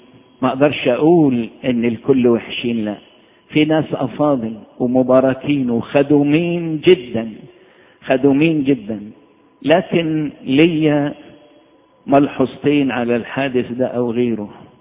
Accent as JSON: {"language": "Arabic", "country": "Egypt", "said": "أنا بفتخر إن أنا مصري وفرحان إني أنا مصري"}